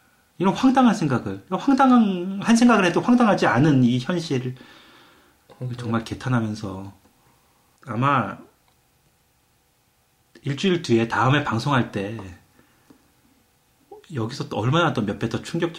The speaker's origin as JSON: {"language": "Korean", "country": "South Korea", "lives_now": "United Kingdom", "said": "떳떳하게 한국에서 왔다 얘기 지금까지는 잘했는데"}